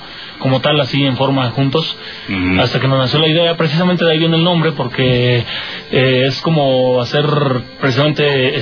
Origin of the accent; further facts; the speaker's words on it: Mexico City, Mexico; vivimos toda nuestra vida prácticamente aquí. Somos más chilangos que cachanillas, ¿no? Que vienen de los de Mexicali.